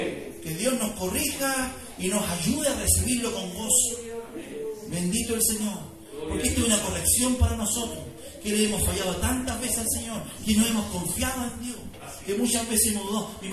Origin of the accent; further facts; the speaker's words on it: Chile; Así somos los chilenos.